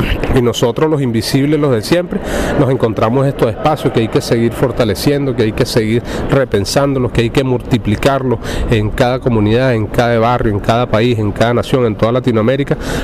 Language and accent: Spanish; Venezuela; soy de la República Bolivariana de Venezuela.